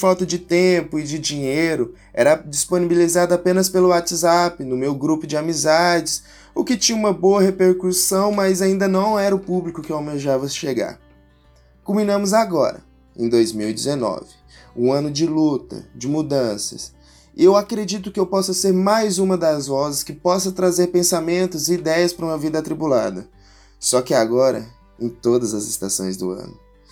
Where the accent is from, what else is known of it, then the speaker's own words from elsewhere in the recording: Mineiros, Goiás, Brazil; Eu sou de uma cidade do interior de Goiás, chamada Mineiros. Apenas 60 mil habitantes, conhecida por ser a cidade saúde, ser o Vale do Araguaia e também de ter uma alta quantidade de suicídio